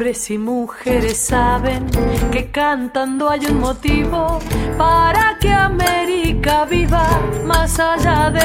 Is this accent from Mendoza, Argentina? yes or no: yes; Mendoza, Argentina; Soy cantante, cantautora de Mendoza, Argentina